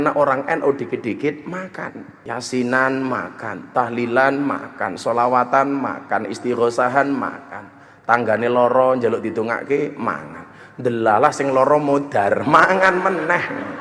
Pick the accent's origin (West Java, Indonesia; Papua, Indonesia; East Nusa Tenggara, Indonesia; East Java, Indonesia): East Java, Indonesia; Ponorogo; also born or lived in Lampung; Tahun 99 saya berangkat dari Lampung ke Jogja. Asli saya Ponorogo. Saya keturunan Kiai Haji Hasan Besari Ponorogo.